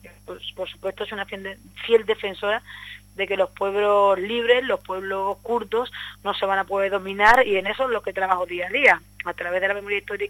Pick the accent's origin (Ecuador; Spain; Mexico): Spain; Seville, Andalusia; Es donde casi nací en Sevilla, pero bueno, es donde he nacido, donde me he criado, donde tengo todas mis raíces